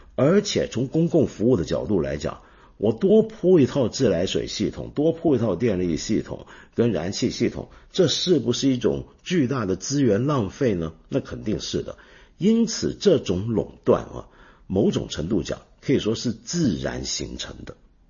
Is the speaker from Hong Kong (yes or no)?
yes; Hong Kong; 比如说像我住的我的老家香港就是这样子